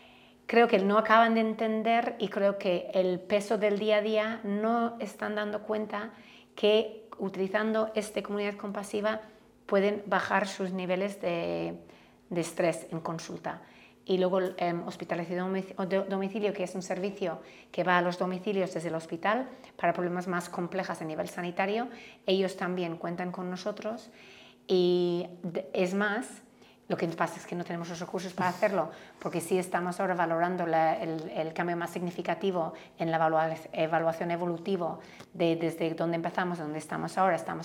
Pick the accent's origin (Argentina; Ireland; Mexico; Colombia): Ireland; Spanish is a second language; Bueno, yo soy de Irlanda, ¿no?